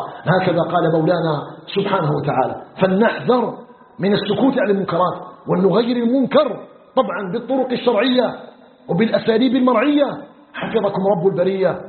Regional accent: Algeria

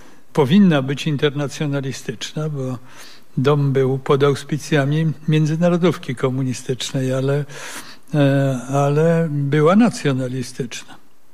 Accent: Russia; now in Warsaw, Poland; że dowiedziałem się, że jestem Rosjaninem

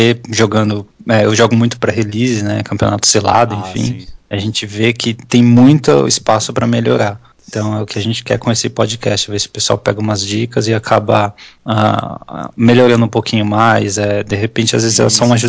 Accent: São Paulo, Brazil; nós somos aqui da São Paulo capital.

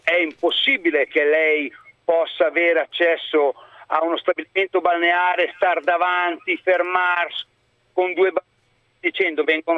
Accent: Emilia-Romagna, Italy; io sono della Riviera Romagnola, sì, lo posso dire

